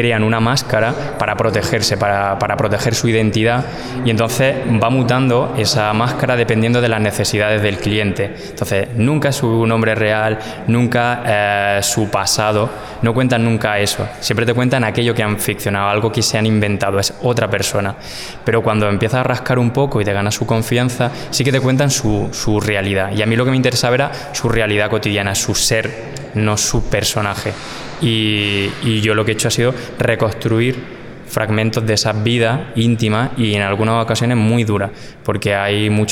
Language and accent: Spanish; Andalusia, Spain; soy muy barroco, soy muy andaluz.